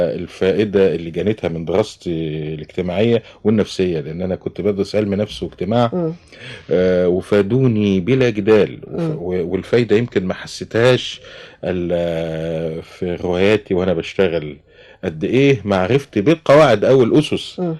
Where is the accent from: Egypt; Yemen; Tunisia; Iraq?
Egypt; Kafr El Sheikh, Kafr El Sheikh Governorate; also born or lived in Tanta; كانت أسرة والدتي هناك، واتولدت في بيتهم في شارع الحلو، وبعدين كبرت شوية فأخدني والدي لكفر الشيخ اللي هي موطن الأصلي.